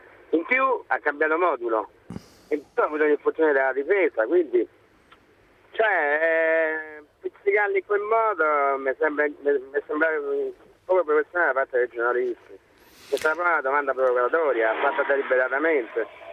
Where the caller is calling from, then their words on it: Rome, Lazio, Italy; Sono di Roma, so.